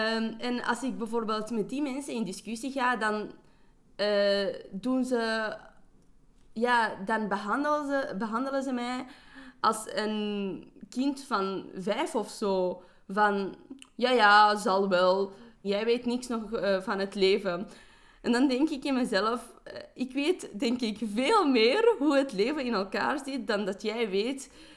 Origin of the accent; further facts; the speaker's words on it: Afghanistan; Maar dan heb je de Afghaanse gemeenschap. En daar word ik ook niet altijd gezien als een Afghaan. Want ja, ik ben kei westers en ik heb andere ideeën.